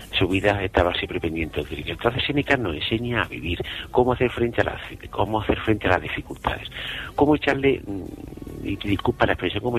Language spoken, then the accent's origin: Spanish; Jaén, Andalusia, Spain; y luego con una aceitunita de mi tierra, de aquí de Jaén